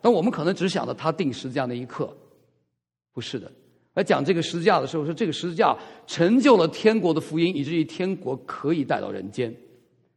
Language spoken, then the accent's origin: Chinese; China; 当我们在大陆长大的孩子，我很不喜欢人做君王